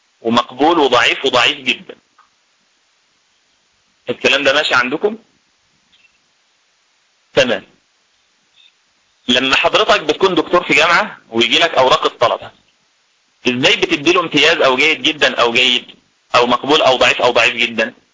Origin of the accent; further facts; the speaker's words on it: Egypt; في مثال عندنا في مصر بنضربه لتقريب مسائل المصطلح كلها